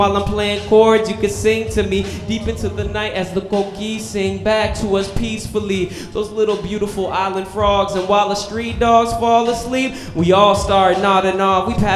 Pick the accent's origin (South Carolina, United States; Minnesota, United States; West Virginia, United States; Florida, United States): Minnesota, United States; Minneapolis; I came from Minnesota, a Minneapolis, Dakota, and Spirit Lake is the reservation where I'm enrolled at, a family of survivors.